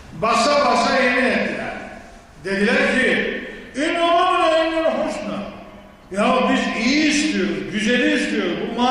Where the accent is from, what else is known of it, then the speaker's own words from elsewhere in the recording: İkizdere, Rize, Turkey; Bu şimdi gidin bizim İkizdere'ye, benim memleketime.